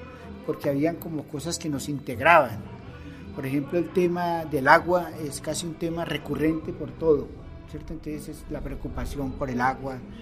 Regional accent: Colombia; born there; aunque nací en Colombia, pero soy del mundo, ¿no? Me considero del mundo.

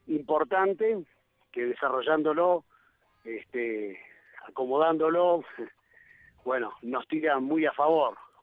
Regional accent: Buenos Aires, Argentina; yo en realidad soy de Buenos Aires. Hace 15 años viví en Los Cocos, más allá que toda la vida he venido a Los Cocos porque la familia tiene una casa de veraneo.

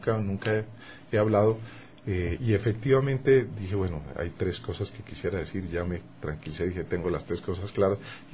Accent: Colombia; era en Bogotá, yo soy colombiano

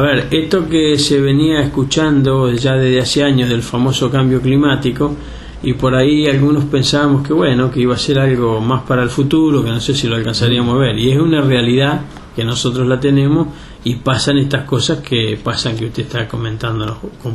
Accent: Balcarce, Buenos Aires Province, Argentina; moved away as an adult; also born or lived in Patagonia / Rafaela; now in Ayacucho, Argentina; Si bien soy nativo de Balcarce, yo me fui de Balcarce en el año 83, anduve en algunos otros lugares del país como Patagonia, Rafaela, y desde el 89 estoy viviendo en Ayacucho.

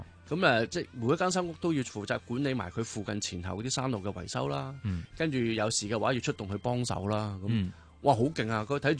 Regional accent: Hong Kong; 係我係香港嚟噶

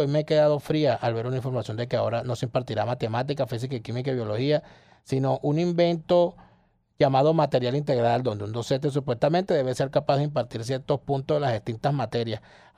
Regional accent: Venezuela; Como venezolano.

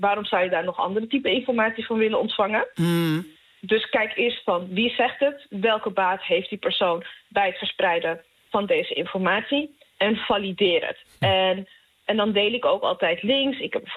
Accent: Amsterdam, North Holland, Netherlands; ik kom uit Amsterdam de Pijp.

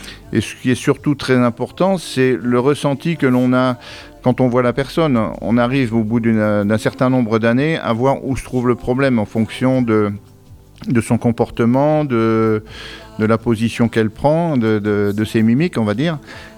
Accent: Épinal, Grand Est, France; Moi je suis originaire des Vosges, je suis originaire d'Épinal. Alors j'ai bourlingué pas mal, donc j'ai fait quelques régions de France, et puis comme je suis en retraite, on va dire, entre parenthèses, eh bien, j'ai décidé de revenir dans mes Vosges natales

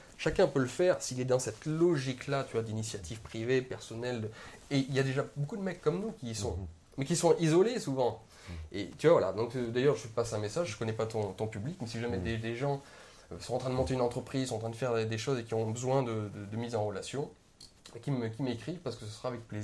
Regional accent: Auvergne-Rhône-Alpes, France; moi je suis un petit Français qui vient de la campagne, je viens d'Ardèche, toute petite ville. J'ai voyagé dans toute la France

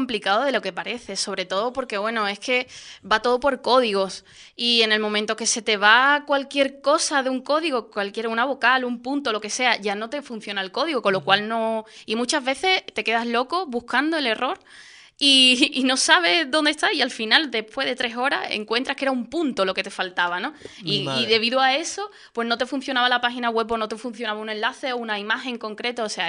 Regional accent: Morón de la Frontera, Andalusia, Spain; empecé en la SER de mi pueblo, de Morón de la Frontera, un pueblecito de Sevilla.

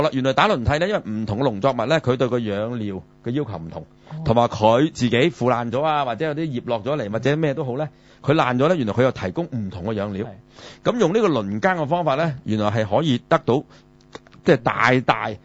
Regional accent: China; 我哋中國人就唔飲牛奶㗎嘛

